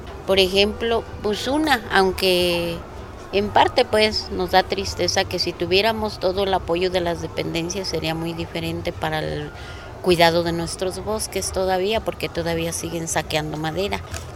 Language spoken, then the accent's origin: Spanish; Cherán, Michoacán, Mexico; tengo 57 años, soy nativa de aquí de mi pueblo de Cherán, he vivido siempre aquí, nunca he salido y me siento orgullosa de seguir viviendo aquí.